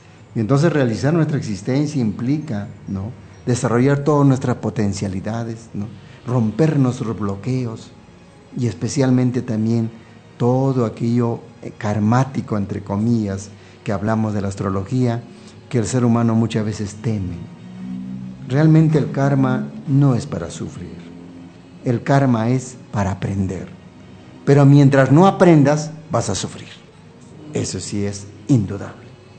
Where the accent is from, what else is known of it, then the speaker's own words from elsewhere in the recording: Peru; born there; moved away; also born or lived in Venezuela / United States; yo nací en el Perú, ¿no? Viví en Venezuela cerca de 10 años. Estuve en Estados Unidos también.